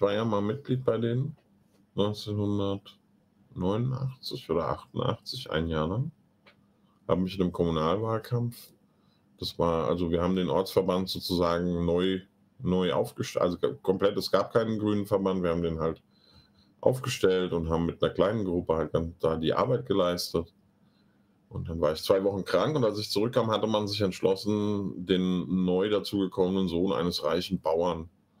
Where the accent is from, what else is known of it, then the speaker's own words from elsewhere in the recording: Hesse, Germany; es gibt in der Gemeinde, wo ich groß geworden bin, die liegt im Speckgürtel von Frankfurt, und das war mal eine Obstbaugemeinde